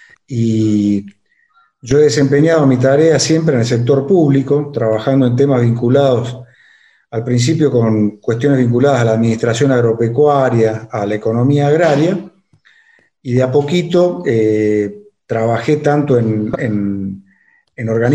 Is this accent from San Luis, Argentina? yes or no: yes; Villa Mercedes, San Luis, Argentina; born there; now in Buenos Aires, Argentina; Yo soy nacido en Villa Mercedes, en San Luis. Pero mira. Por el trabajo de mi papá, viajamos por varios lados y finalmente recalé en Buenos Aires a estudiar.